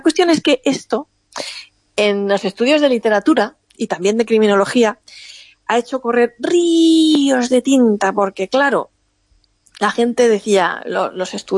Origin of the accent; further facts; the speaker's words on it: Monforte del Cid, Valencian Community, Spain; resulta que yo soy de un pueblo que se llama Monforte de Cid, y que al lado de mi pueblo, a 3 kilómetros de mi pueblo, hay un pueblecito también que se llama Novelda.